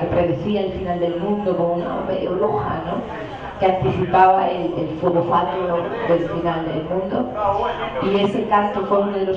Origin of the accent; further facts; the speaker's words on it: Balearic Islands, Spain; concretamente en Mallorca, que es mi ciudad natal, al menos es una isla, es pequeñita